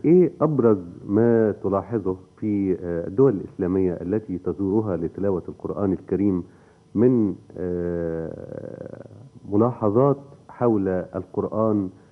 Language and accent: Arabic; Egypt; نعتز بيها والله كمصريين.